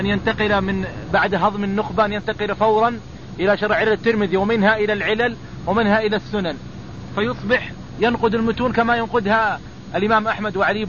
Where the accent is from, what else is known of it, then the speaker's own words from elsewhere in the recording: Riyadh, Riyadh Province, Saudi Arabia; عندنا في الرياض ظهرت ما يسمى بالتفريق بين منهج المتقدمين ومنهج المتأخرين،